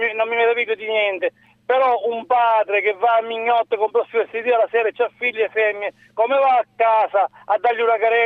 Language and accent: Italian; Catania, Sicily, Italy; Sono di Catania.